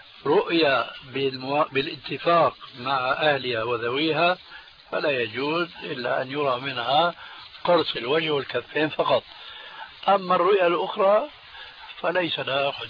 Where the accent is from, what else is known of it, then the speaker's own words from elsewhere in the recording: Syria; هل يسمى عندنا في سوريا بالمشرقة